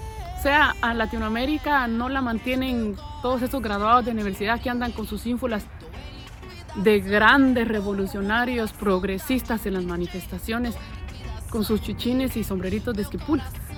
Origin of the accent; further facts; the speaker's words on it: Guatemala; lo digo como guatemalteca que soy, porque después me acusan. Me salen guatemaltecos, ¿y esta de qué país es? Soy de Guatemala. Y como guatemalteca lo digo con toda autoridad.